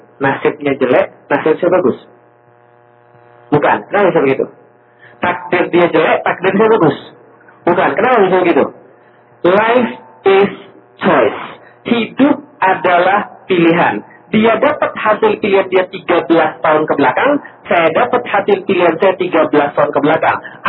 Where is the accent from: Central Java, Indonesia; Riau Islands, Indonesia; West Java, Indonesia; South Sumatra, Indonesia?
South Sumatra, Indonesia; Palembang; also born or lived in Jakarta; dari Jakarta saya pergi ke Palembang, kota asal saya, hometown saya.